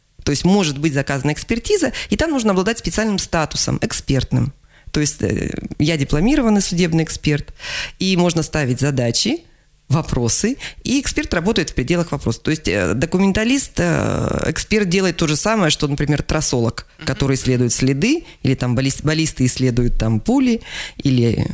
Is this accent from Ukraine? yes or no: no; Zyryanovsk, East Kazakhstan Region, Kazakhstan; moved away as an adult; also born or lived in Ust-Kamenogorsk; now in Krasnoyarsk, Russia; Я приехала из Восточного Казахстана. То есть я родилась в городе Зыряновске, училась в городе Усть-Каменогорске.